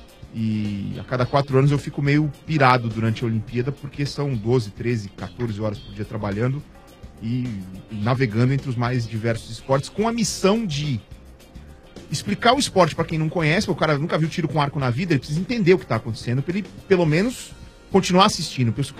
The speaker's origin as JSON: {"language": "Portuguese", "country": "Brazil", "tie": "born or raised there", "said": "Eu sou brasileiro. Eu cresci aqui"}